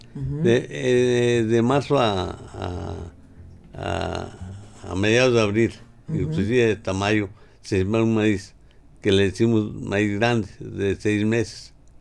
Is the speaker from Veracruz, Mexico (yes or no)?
no; Galeana, Nuevo León, Mexico; Yo soy del ejido de la Providencia de Galeana.